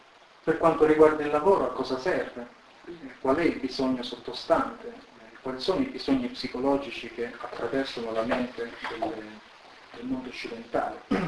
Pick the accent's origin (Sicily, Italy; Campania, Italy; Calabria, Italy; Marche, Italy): Calabria, Italy; now in Pisa, Italy; Sono originario della Calabria, della campagna della Calabria